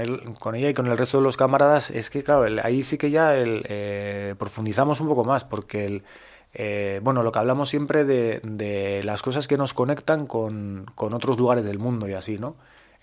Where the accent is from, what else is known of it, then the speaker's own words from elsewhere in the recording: Basque Country, Spain; Pues tengo que decir que no me la sé en castellano, porque yo soy vasco